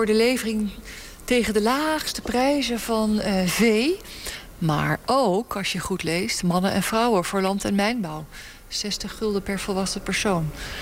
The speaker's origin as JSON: {"language": "Dutch", "country": "Netherlands", "said": "En wij als Nederlanders voelen ons heel schuldig."}